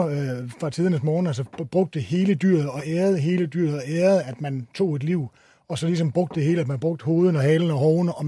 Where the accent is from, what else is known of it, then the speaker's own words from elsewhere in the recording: Jutland, Denmark; fordi jeg kommer fra Jylland, jeg kan ikke lide at smide noget ud